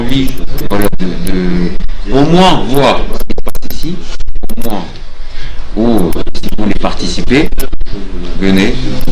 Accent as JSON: {"language": "French", "country": "Serbia", "said": "Il y en a beaucoup d'Européens. Oui. On est des Serbes."}